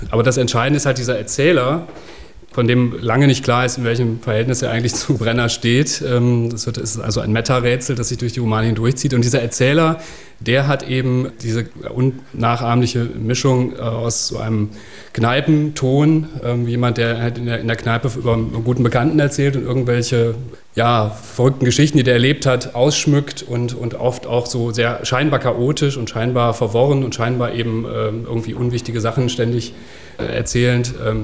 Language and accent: German; Northern Germany, Germany; dass man von Anfang an, gerade als Norddeutscher, diesen ganz unverwechselbaren Ton, diesen Sound, diese Kunstsprache